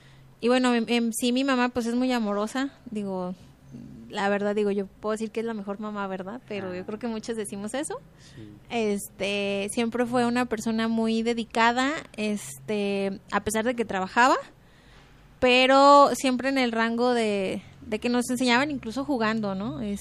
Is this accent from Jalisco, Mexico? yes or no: yes; Guadalajara, Jalisco, Mexico; Soy de aquí de Guadalajara